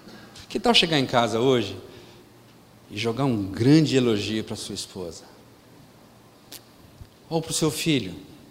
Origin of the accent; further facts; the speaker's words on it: Brazil; born there; Se eu fosse apelar, eu sou de origem russa, sou descendente de russo, e os russos têm mania de beijar os amigos, até na boca. Graças a Deus eu nasci do Brasil.